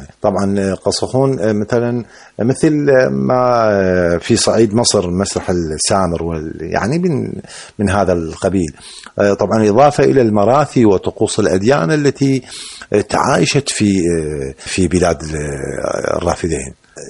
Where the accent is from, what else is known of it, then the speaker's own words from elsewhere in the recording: Iraq; حركة مسرحية مستقرة عندنا في العراق